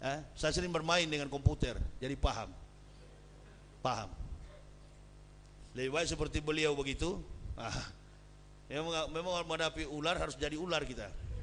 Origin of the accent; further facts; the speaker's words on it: Manado, North Sulawesi, Indonesia; Kami orang Manado, mohon maaf Pak, kami orang Manado enggak giler dengan gelar itu.